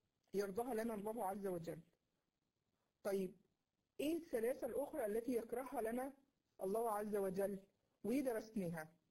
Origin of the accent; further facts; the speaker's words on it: Egypt; اللي بيسمعه عندنا في مصر هنا